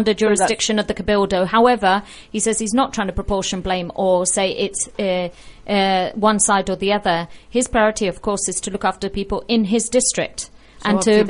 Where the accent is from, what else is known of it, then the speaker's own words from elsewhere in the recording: Tinajo, Canary Islands, Spain; yo soy de Tinajo y yo estoy